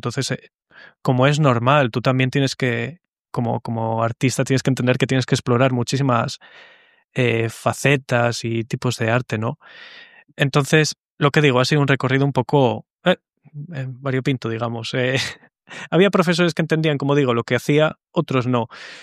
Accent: Bilbao, Basque Country, Spain; Somos una tierra con tanta cultura, un idioma tan único, con tanta personalidad, que el haber crecido aquí para mí

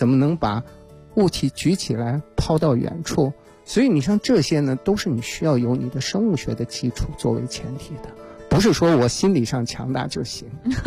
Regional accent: Shanxi, China; 我是那个4月份呢去我的故乡山西啊，

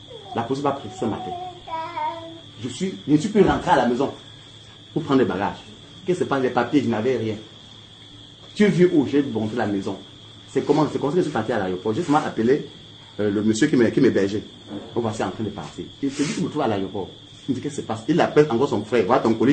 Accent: Douala, Littoral, Cameroon; born there

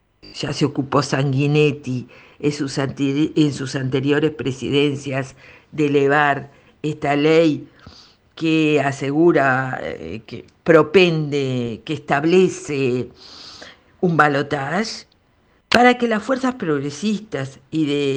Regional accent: Uruguay; Los habitantes del territorio uruguayo en este momento, que no somos más uruguayos que ustedes

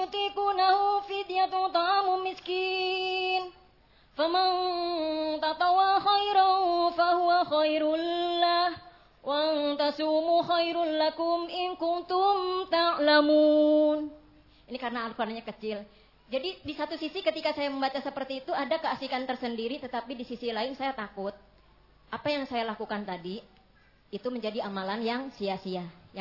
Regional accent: Karawang, West Java, Indonesia; now in Klaten, Indonesia; dari Klaten dan asalnya saya dari Karawang, daerah Sunda.

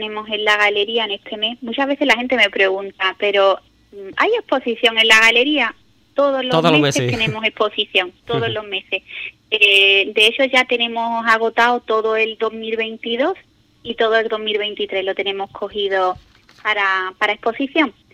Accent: Ubrique, Andalusia, Spain; el que gente de Ubrique vaya a otros lugares, ¿no?, y puedas decir, mira, esta persona es de mi pueblo

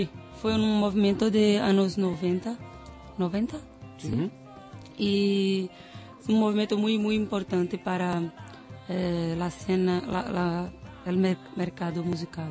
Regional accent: Recife, Pernambuco, Brazil; Spanish is a second language; Nordeste de Brasil. Sí, yo escucho mucha música africana. Pero en Recife hay mucha influencia

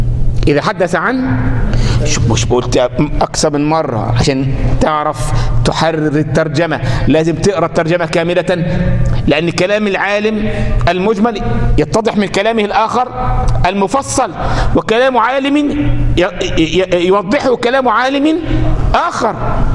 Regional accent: Egypt; أنا النهاردة رجل من أهل مصر، عندي احاديث اهل مصر عندي في كتب

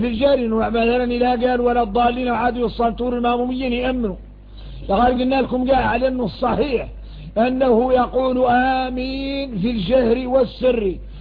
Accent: Mauritania; واحنا موريتاني

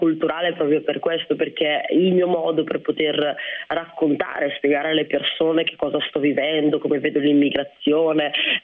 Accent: Rwanda; Ruanda. Io appunto, come dicevate, sono nata nel 1991 e già nel 1993 sono iniziati i primi scontri, no, nel mio paese.

